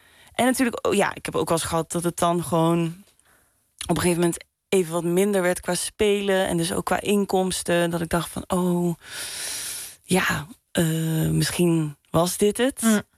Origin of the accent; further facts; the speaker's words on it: Limburg, Netherlands; Ik kom uit Limburg, dus dan, 5 jaar eerder stond ik daar voor het eerst kijken naar bandjes.